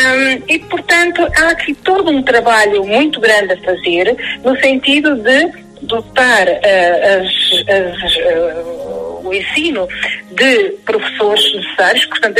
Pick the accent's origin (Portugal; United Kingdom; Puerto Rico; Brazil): Portugal; Nós somos portugueses, há algo que temos em comum.